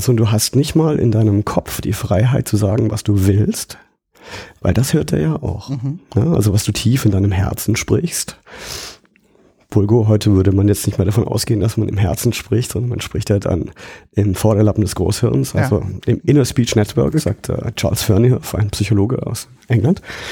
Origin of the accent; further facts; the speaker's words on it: Baden-Württemberg, Germany; Ich komme ja aus dem Schwarzwald und landschaftlich ist das sehr schön, ja.